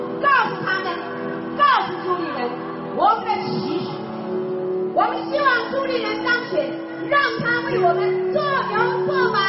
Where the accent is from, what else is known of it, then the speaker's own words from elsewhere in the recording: Taiwan; 带给我们台湾人民非常耻辱的8年